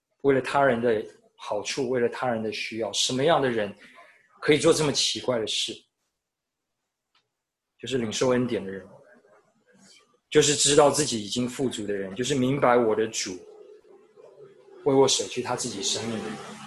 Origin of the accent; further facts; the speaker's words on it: Taiwan; 我觉得我小时候在台湾的时候，好像很多人到我们家包水饺